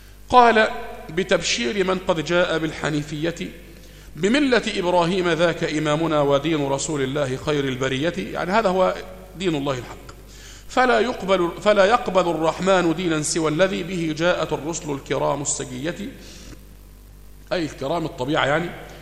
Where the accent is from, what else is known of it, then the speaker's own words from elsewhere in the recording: Egypt; اللي احنا بنسميها عندنا في مصر هنا أمن الدولة